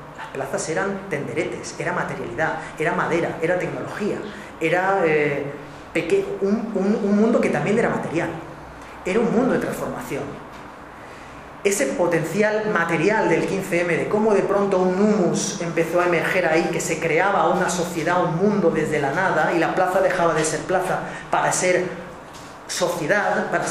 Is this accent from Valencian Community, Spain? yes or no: yes; Valencia, Valencian Community, Spain; La plaza, yo soy de Valencia